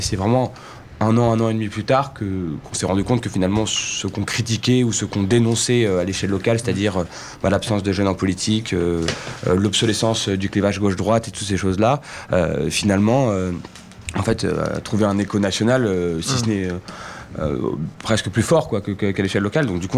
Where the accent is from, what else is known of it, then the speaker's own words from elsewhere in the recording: Saint-Cloud, Île-de-France, France; Moi je suis né à Saint-Cloud, dans la ville dans laquelle on s'est présenté avec Allons Enfants, où est né Allons Enfants. J'y ai toujours vécu, j'ai fait mes études, j'ai eu mes amis, j'y suis encore aujourd'hui.